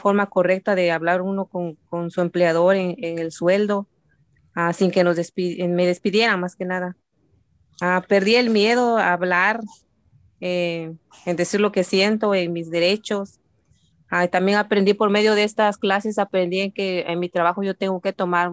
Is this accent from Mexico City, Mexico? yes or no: no; State of Mexico, Mexico; now in Costa Mesa, United States; Soy del Estado de México. Llegué en este país en el año 2006. Ahora estoy viviendo en Costa Mesa, California. Ya tengo 16 años en este país